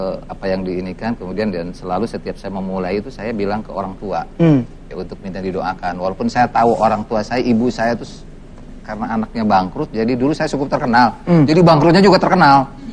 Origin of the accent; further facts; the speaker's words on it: Cibiuk, West Java, Indonesia; kebetulan saya dari Cibiuk nih, dan terkenal sambelnya.